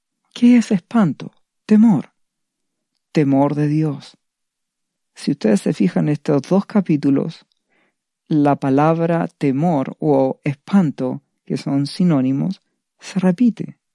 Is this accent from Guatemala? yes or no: no; Chile; En la actualidad, yo en mi país, Chile, estamos viviendo una serie de situaciones